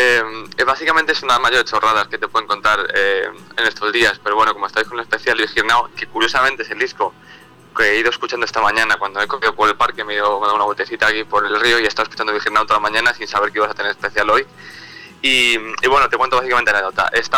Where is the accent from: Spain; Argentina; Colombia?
Spain; creo que soy el único español que tiene esta información.